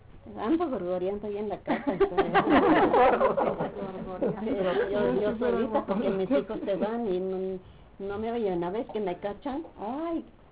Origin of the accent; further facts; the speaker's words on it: Puebla, Mexico; De hecho salíamos ya afuera, que yo soy de Puebla.